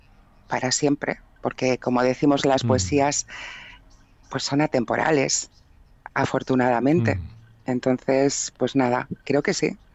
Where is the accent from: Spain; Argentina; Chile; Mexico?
Spain; Barcelona, Catalonia; aquí en Cataluña, porque yo soy catalana, soy de aquí de Barcelona